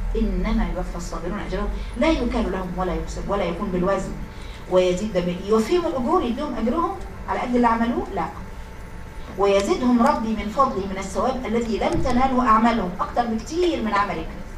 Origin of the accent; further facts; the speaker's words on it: Egypt; وانكرت ان ممكن هنا الشفاء يبقى عندنا في مصر مثلا